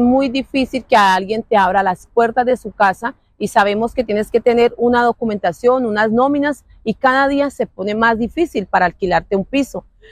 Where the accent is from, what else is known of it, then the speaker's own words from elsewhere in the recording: Colombia; se debería de unirnos como colombianos que somos, como esa fuerza, ese empuje, como decimos los colombianos